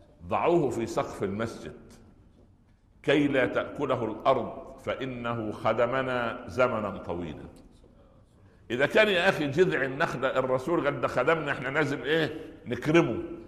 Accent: Minya Governorate, Egypt; في صعيد مصر، يعني جوار قريتي، مدينة اسمها البهنسة،

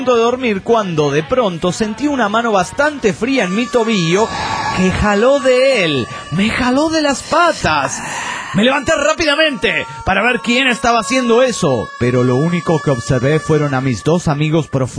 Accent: Cuernavaca, Morelos, Mexico; Está más o menos a unas 6 horas de Cuernavaca, de donde soy yo.

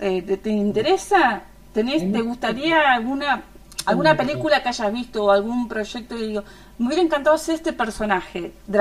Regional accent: Patagonia, Argentina; yo soy de la Patagonia, soy del sur.

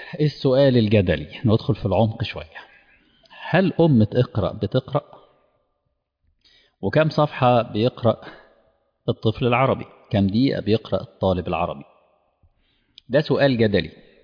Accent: Egypt; إحنا عندنا في مصر كان مشروع مشهور جدا للقراءة للجميع

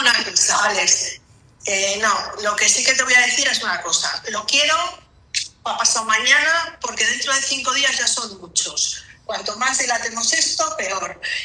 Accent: Bilbao, Basque Country, Spain; sí, soy de Bilbao, aunque tengo doble nacionalidad cántabra, eso es verdad.

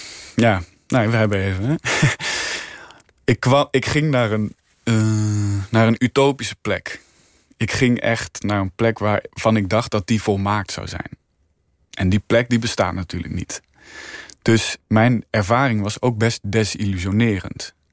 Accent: Arnhem, Gelderland, Netherlands; Ik groeide op in Arnhem. Ik was in Arnhem. Opgegroeid in Arnhem. Opgevoed door twee fantastische ouders in een heel liefdevolle omgeving.

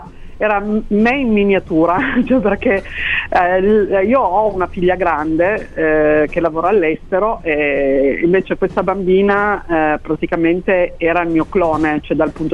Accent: Asti, Piedmont, Italy; Io sono di Asti

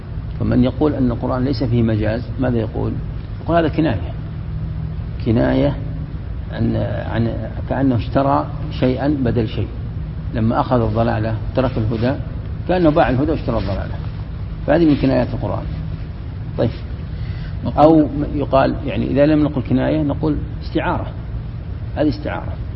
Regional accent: Morocco; وعندنا في المغرب فاس، مدينة فاس

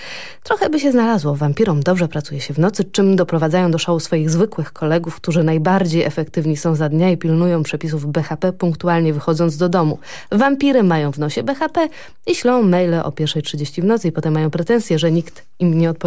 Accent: Lower Silesian Voivodeship, Poland; Jestem z Dolnego Śląska, więc jestem taką lokalną patriotką

